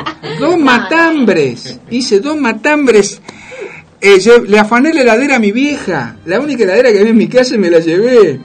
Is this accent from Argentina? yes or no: yes; Buenos Aires, Argentina; la quiero, la amo porque nací ahí